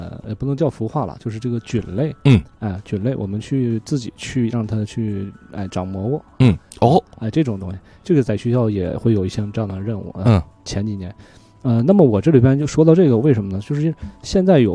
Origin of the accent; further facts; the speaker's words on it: Yunnan, China; 比如说我们云南那边的